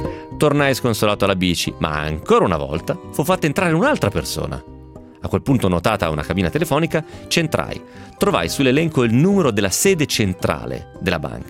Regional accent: Carbonara di Bari, Apulia, Italy; nel mio paese, Carbonara di Bari.

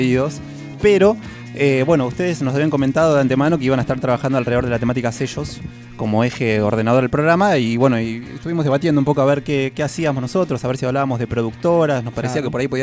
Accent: Bahía Blanca, Buenos Aires Province, Argentina; yo soy de Bahía Blanca. Bahía Blanca tiene 400.000 habitantes, digamos.

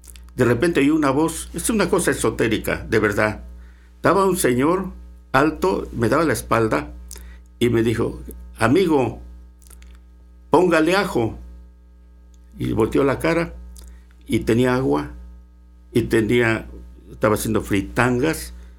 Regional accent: Ciudad Mendoza, Veracruz, Mexico; moved away as an adult; Me fui a México. Tenía yo 22 años. Nunca había salido de mi pueblo, de Ciudad Mendoza.

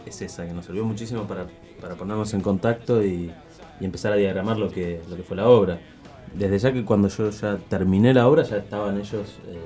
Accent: Bahía Blanca, Buenos Aires Province, Argentina; now in Bariloche, Argentina; yo no vivo acá, si bien soy de Bahía Blanca

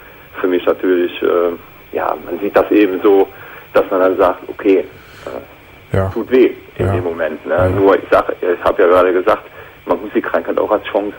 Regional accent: Aachen, North Rhine-Westphalia, Germany; Und ich komme aus der Region von Aachen.

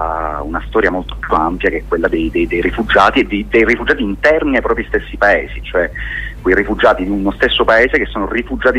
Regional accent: Palermo, Sicily, Italy; Beh, diciamo che io sono palermitano

